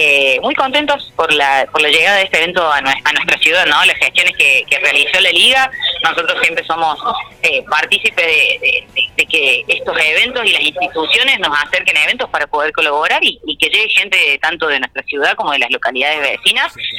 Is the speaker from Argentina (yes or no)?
yes; Argentina; lo que ha generado este último mundial para nosotros también como argentinos ha sido bastante movilizante